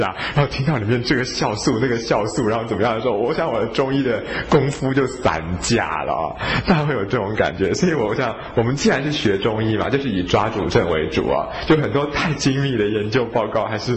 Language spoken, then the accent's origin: Chinese; Taiwan; 我们台湾人啊长到今天，其实我们许许多多的台湾人都是所谓的水果宝宝啊，就是从小到大吃了很多水果